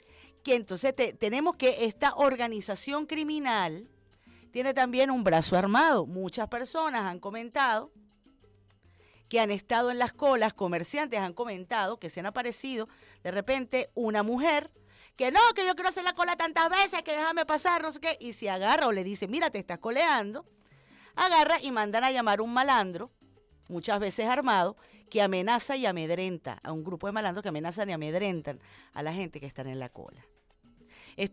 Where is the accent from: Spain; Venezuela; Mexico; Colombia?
Venezuela